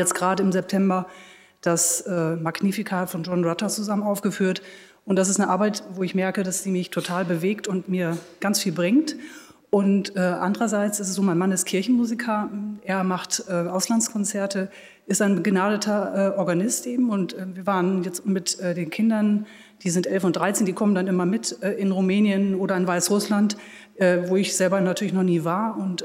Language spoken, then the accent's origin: German; Jena, Thuringia, Germany; ich komme aus Jena